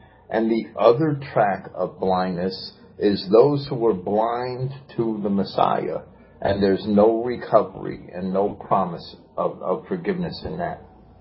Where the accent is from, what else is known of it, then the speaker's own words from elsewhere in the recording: New Jersey, United States; I came up here when I was raised in Jersey. I left and went to prison from New Jersey.